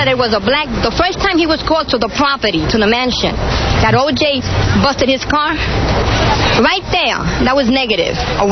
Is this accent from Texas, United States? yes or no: no; New York, United States; If you look at the picture, I come from the South Bronx. We come from around here, okay?